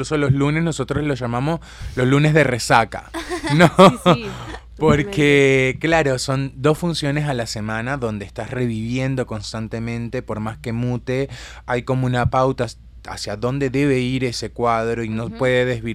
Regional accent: Venezuela; moved away as an adult; now in Uruguay; Este colectivo, en realidad, nace en Venezuela, yo soy venezolano

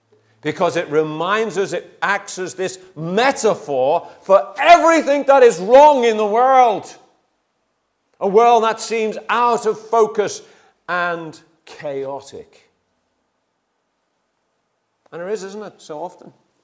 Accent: Liverpool, North West England, United Kingdom; I come from a family from Liverpool, you know, where the sea was almost second nature.

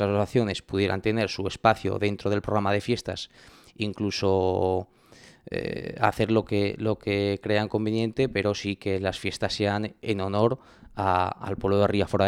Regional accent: Ribaforada, Navarre, Spain; Felicitar las fiestas de mi pueblo.

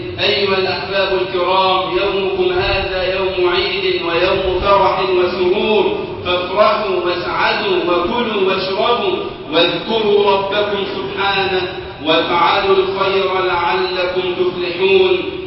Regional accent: Egypt; اللهم اجعل بلدنا مصر أمنا أمانا وسائر بلاد المسلمين

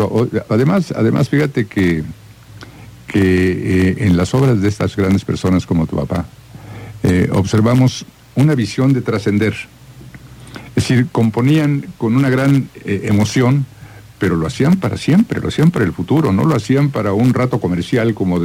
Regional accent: Mexico; nos da un sentido de pertenencia como mexicanos

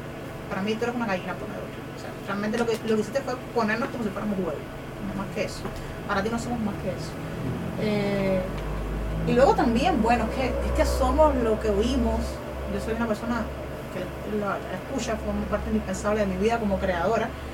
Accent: Cuba; es bastante común en mi país, se lee mucho pirateado, porque a veces, no sé, es que pues los libros viajan, sobre todo en Cuba

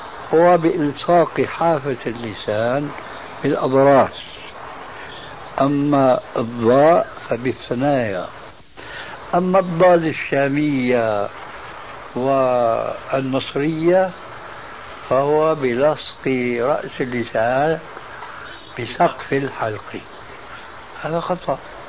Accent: Syria; الفاتحة التي تقرأ في كل ركعة من الصلوات الخمس عندنا في سوريا وغيرها

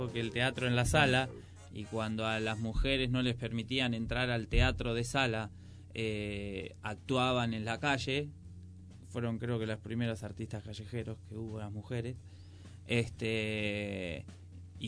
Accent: Merlo, Buenos Aires Province, Argentina; nosotros somos de Merlo, los chicos de Moreno

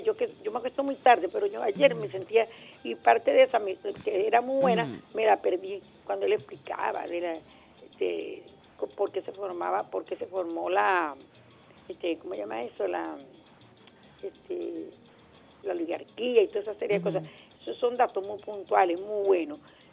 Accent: Venezuela; Nací aquí y muero aquí. Y punto. Yo soy venezolana y me siento muy venezolana y quiero mucho a mi patria.

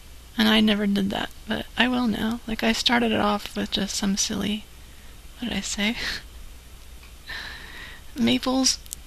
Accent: Macon, Georgia, United States; Oh, I'm from Macon, Georgia.

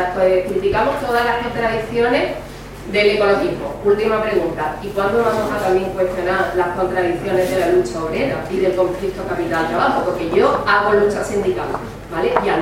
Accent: Andalusia, Spain; si soy andaluza, cuando soy andaluza en determinados sitios soy

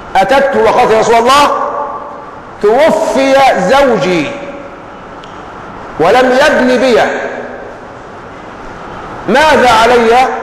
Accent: Egypt; من التحلل والسذاجه الموجوده فينا كمصريين

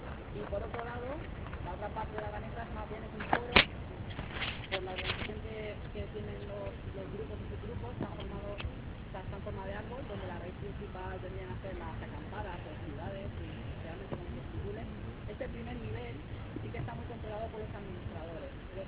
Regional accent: Alicante, Valencian Community, Spain; somos de Alicante.

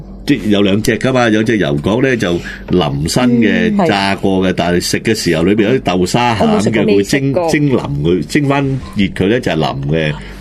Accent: Guangdong, China; 我哋广东人咧食嗰个汤圆咧会用番薯糖水做底噶嘛，

